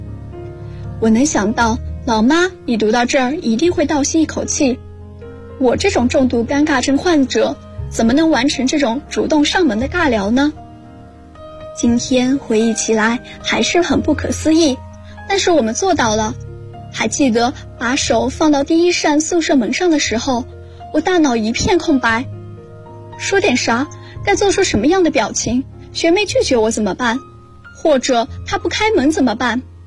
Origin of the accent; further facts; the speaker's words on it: Beijing, China; now in Nanjing, China; 来自北京，我在南京大学。距离我的家乡1020公里